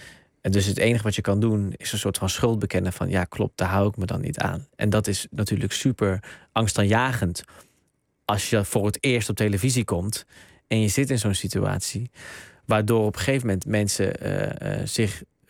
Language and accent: Dutch; Netherlands; Dus ik ben zowel Nederlands helemaal cultureel als Marokkaans helemaal cultureel. Ik ben een soort van een derde ding, want ik ben ook nog eens een samensmelting tussen die twee culturen.